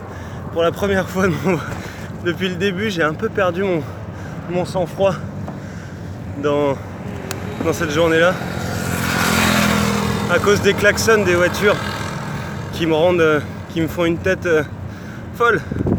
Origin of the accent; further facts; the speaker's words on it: France; j'ai 29 ans. Je suis parti il y a 3 mois, 5 jours maintenant, de chez moi en France, et je suis actuellement après Istanbul, entre Istanbul et Ankara.